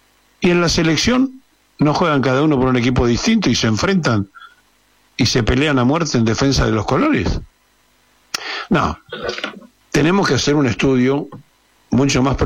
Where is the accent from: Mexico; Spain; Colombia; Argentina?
Argentina; ¿Cómo puede ser que siendo todos argentinos nos fragmentemos y nos dividamos como nación